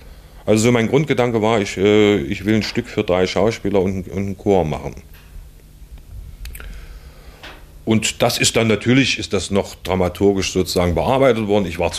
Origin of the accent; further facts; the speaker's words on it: Harz, Germany; Also ich stamme aus dem Südharz im weiteren Sinne